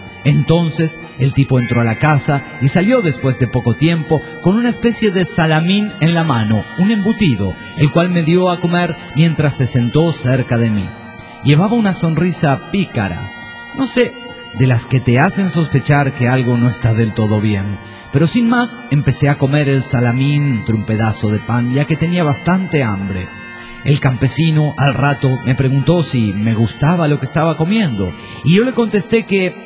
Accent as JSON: {"language": "Spanish", "town": "Villahermosa", "region": "Tabasco", "country": "Mexico", "said": "de Villahermosa, Tabasco, México."}